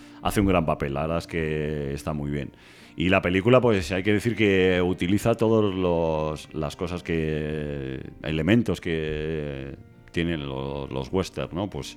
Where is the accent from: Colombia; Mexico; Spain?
Spain; como somos los españoles, ¿no?